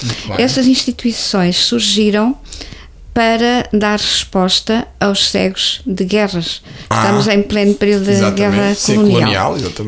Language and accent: Portuguese; Vila Franca, Centro, Portugal; Na minha terra só, assim mais perto